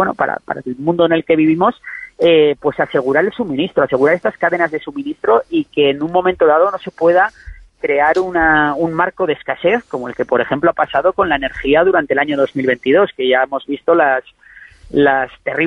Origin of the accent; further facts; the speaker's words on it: Spain; a mí me preocupa mucho de cara como persona española